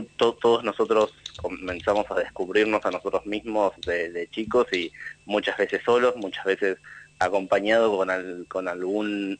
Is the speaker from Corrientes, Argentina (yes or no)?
yes; Paso de los Libres, Corrientes, Argentina; Yo nací y me crié en Paso de los Libres, que es Corrientes, que estaba como muy cerquita de los Esteros de Liberá